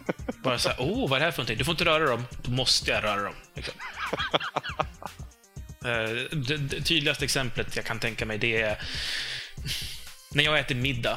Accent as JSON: {"language": "Swedish", "town": "Uppsala", "region": "Uppsala County", "country": "Sweden", "said": "Jag säger ju mögel, jag är från Uppsala."}